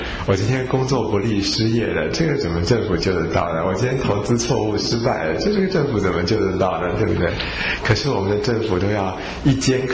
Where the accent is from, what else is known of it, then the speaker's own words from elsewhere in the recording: Taiwan; 我们台湾人很喜欢认为政府可以帮我们解决问题